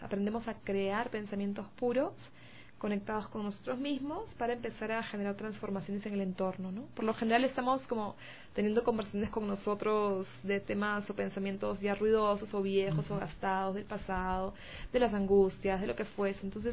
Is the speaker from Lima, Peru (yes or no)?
yes; Lima, Peru; Vengo de Perú, de Lima